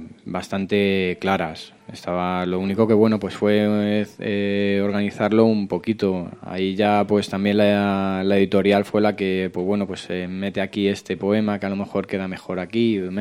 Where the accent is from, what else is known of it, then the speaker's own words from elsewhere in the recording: San Sebastián de los Reyes, Community of Madrid, Spain; Además, soy de San Sebastián de los Reyes.